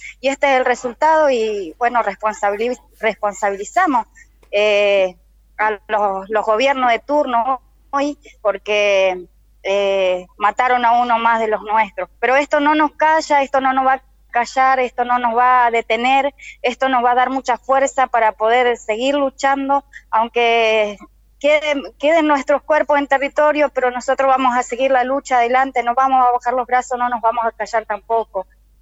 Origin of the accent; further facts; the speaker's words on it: Colonia Cushamen, Chubut, Argentina; now in Buenos Aires, Argentina; Yo vengo de Chubut, soy de Colonia Cuzamén, de la organización Mapuche Tehuelche.